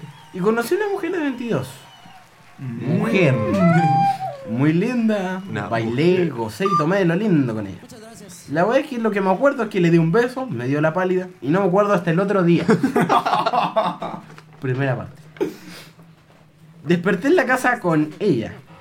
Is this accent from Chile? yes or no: yes; La Unión, Los Ríos, Chile; Soy de La Unión, de la región de Los Ríos, y siempre lo escucho por internet.